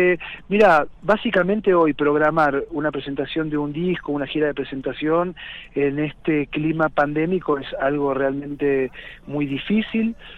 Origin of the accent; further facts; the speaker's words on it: Los Polvorines, Buenos Aires Province, Argentina; moved away as an adult; now in San Esteban, Argentina; Yo soy oriundo, nacido de Los Polvorines, provincia de Buenos Aires, el interior. Hace 12 años que estoy viviendo acá en San Esteban, en Punilla. Tengo 39 años